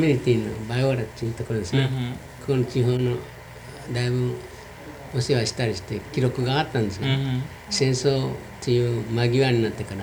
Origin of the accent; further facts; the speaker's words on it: Hiroshima, Japan; 広島県。全部ですか。